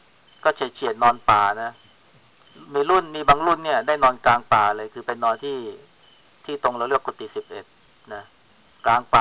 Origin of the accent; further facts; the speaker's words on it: Chaiyaphum, Thailand; พวกเราเป็นคนชัยภูมิเนี่ยเรารู้จักอเมริกาเรารู้เรื่องกรุงเทพ